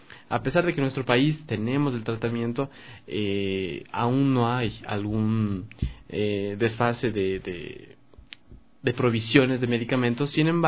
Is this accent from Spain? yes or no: no; Ecuador; nuestras realidades también como ecuatorianos, en algún momento nos hemos visto obligados a migrar